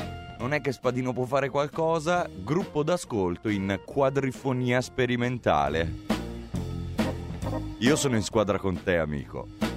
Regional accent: Gallarate, Lombardy, Italy; Insomma, io sono di Gallarate, io vivo a Gallarate.

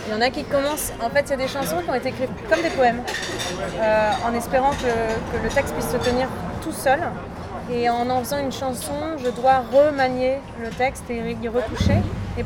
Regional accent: Paris, Île-de-France, France; Alors, je me permets de corriger, je suis vraiment originaire de Paris.

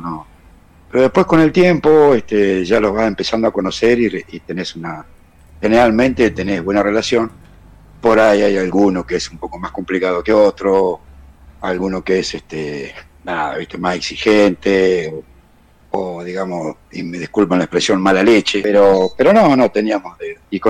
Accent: Bolívar, Buenos Aires Province, Argentina; Tengo en la actualidad 59 años. Soy clase 1963. Soy de Bolívar.

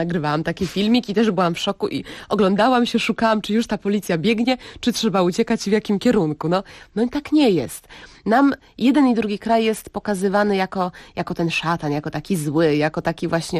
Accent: Libya; dorastając w Libii, tam też nie ma kina.

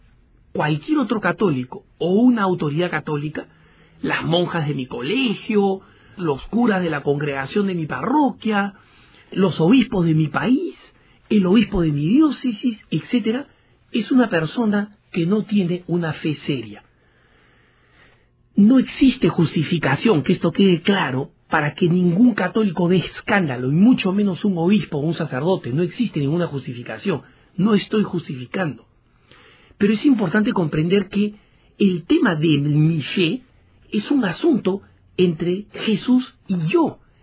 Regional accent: Argentina; also born or lived in Peru; en mi país natal, el Perú, en mi país de crecimiento también en Argentina

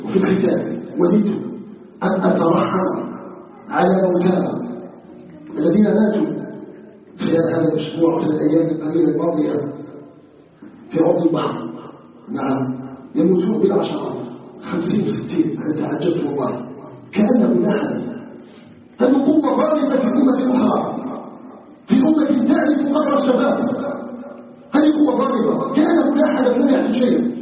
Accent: Algeria; نسألك جل في علاه أن يجعل بلدنا الجزائر بلدا آمنا مطمئنا

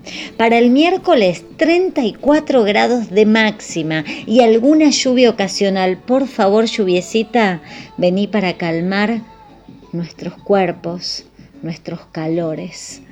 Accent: Buenos Aires, Argentina; Como buena porteña, todos los veranos los pasaba allá.

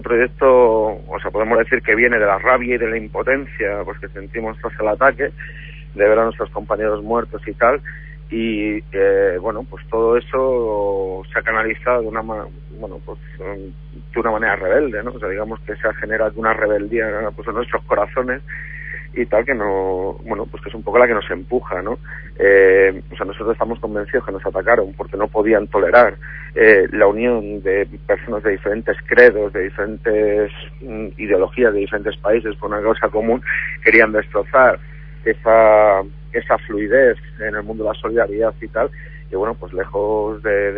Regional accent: Madrid, Community of Madrid, Spain; piensa que yo soy de Madrid, en Madrid no tenemos mar, por lo tanto nuestra familiaridad con el mundo marítimo pues es nula

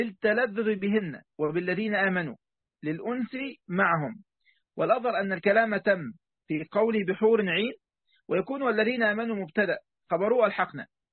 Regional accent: Egypt; نحن نسميها الفكاهة عندنا في مصر

